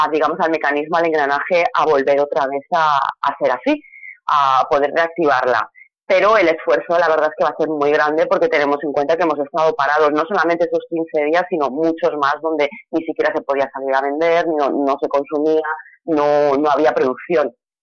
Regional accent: Elche, Valencian Community, Spain; los que somos de Elche conocemos las playas de Arenales

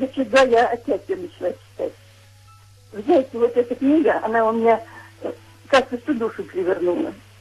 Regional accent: Moscow, Russia; born there; moved away; Я вообще родилась в Москве, знаем отлично. А сейчас в Мурманской области живу.

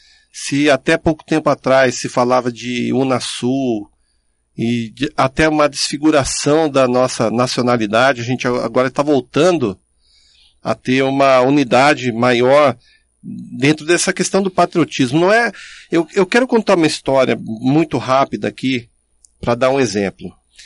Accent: Caçapava, São Paulo, Brazil; comemorar o dia 7 de setembro em Caçapava, onde eu cresci, onde eu fui educado.

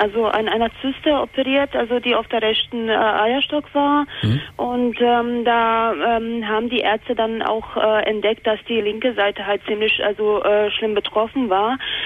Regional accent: Bosnia & Herzegovina; also ich komme ja ursprünglich aus Bosnien, aus Jugoslawien

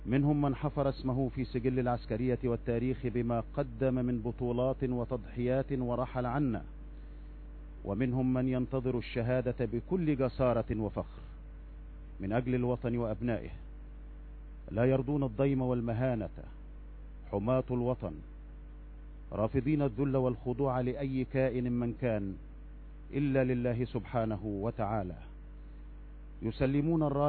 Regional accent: Egypt; فهل ننسى نحن أبناء مصر هذه الأيام؟

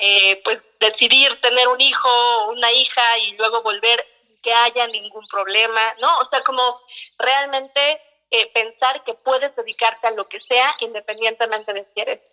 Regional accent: Mexico; yo soy la típica mexicana que no puede desayunar ligero.

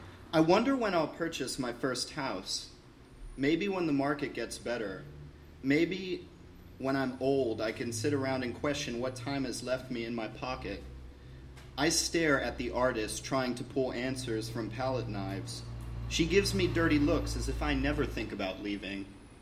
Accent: Washington, District of Columbia, United States; actually visiting Portland. I'm from Washington, D.C. I'm an artist and art educator.

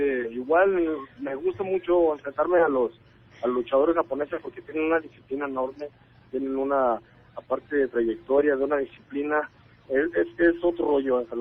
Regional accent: Tala, Jalisco, Mexico; siempre tengo presente de dónde soy, desde soy jalisciense de corazón, y arriba Tala

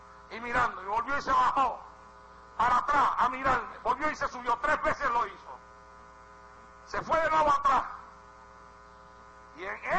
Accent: Puerto Rico; now in United States; fue aquí en los Estados Unidos, vine a predicar de Puerto Rico acá y me invitaron a predicar en una iglesia

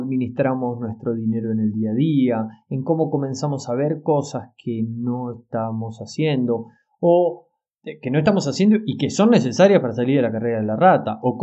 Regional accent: La Plata, Buenos Aires Province, Argentina; yo soy de La Plata, en Argentina, ¿no?

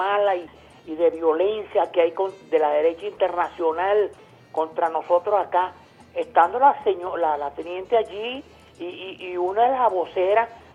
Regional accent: Venezuela; Yo como venezolano

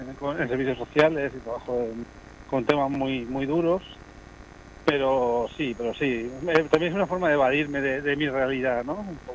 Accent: Elche, Valencian Community, Spain; soy muy de las afueras, de la vía para arriba, ¿no? Yo soy de la vía para arriba, yo nací en Elche, en el hospital, pero me he criado en el Toscar y yo soy muy orgulloso de ser de mi barrio.

